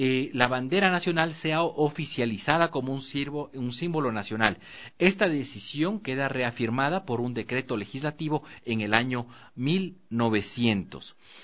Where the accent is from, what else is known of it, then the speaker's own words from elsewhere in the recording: Ecuador; el buscar la razón por la que soy ecuatoriano